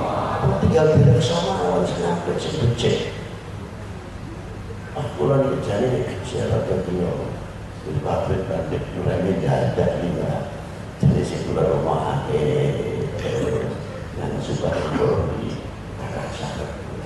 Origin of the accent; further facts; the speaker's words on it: Indonesia; Dari mana Bapak? Kebetulan dilahirkan di Indonesia.